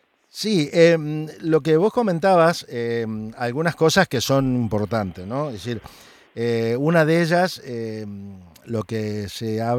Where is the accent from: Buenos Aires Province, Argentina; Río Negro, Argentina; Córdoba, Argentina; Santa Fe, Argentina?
Santa Fe, Argentina; Para nosotros es porteña, nosotros somos de Santa Fe, y le decimos porteño a los nacidos en Capital Federal.